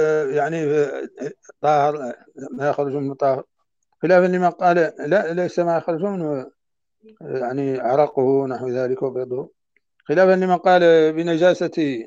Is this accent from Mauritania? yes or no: yes; Mauritania; عندنا في موريتانيا.